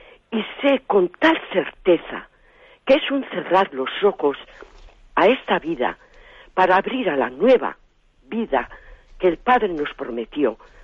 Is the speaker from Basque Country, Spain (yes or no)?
yes; Basque Country, Spain; de Guipúzcoa.